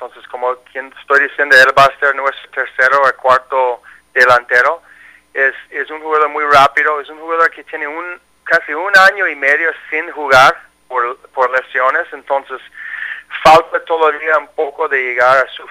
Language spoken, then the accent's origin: Spanish; United States; Spanish is a second language; como yo soy americano pero habla español, yo puedo comunicar con los dos grupos.